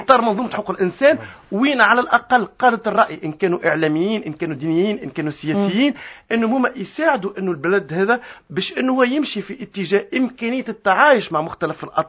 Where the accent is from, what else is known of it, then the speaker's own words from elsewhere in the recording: Tunisia; لكن هذا أنا اليوم كتونسي